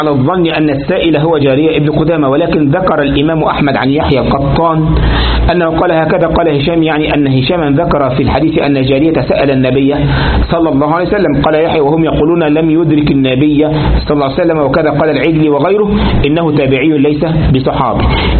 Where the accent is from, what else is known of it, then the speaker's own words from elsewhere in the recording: Egypt; لكن بعض الناس بقى عندنا في مصر